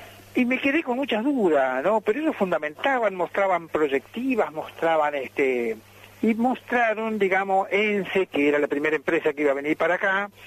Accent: Gualeguaychú, Entre Ríos, Argentina; mire, yo soy de Gualeguaychú

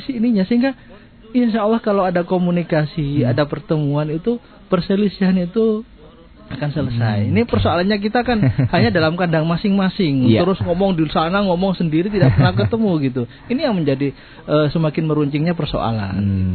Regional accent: East Java, Indonesia; kita orang Jawa Timur

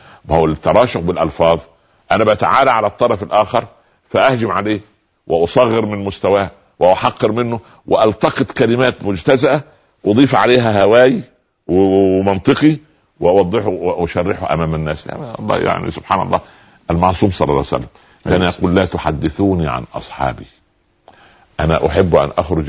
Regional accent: Upper Egypt, Egypt; كان عندنا في الصعيد يقولوا ايه

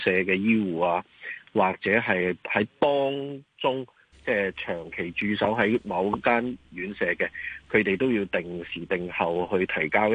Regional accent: Hong Kong

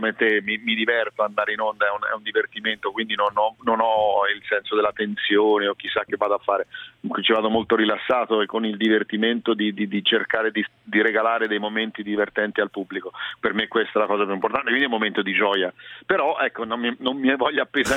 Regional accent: Florence, Tuscany, Italy; Anche in questo sono fiorentino centrico, toscano centrico

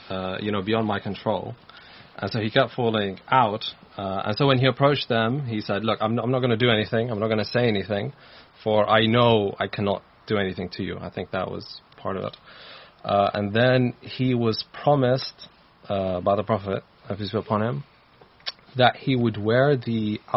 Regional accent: Iraq

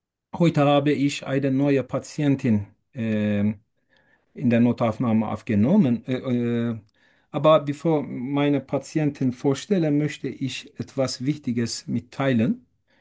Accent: Turkey; German is a second language; now in Germany; Ich komme aus der Türkei.

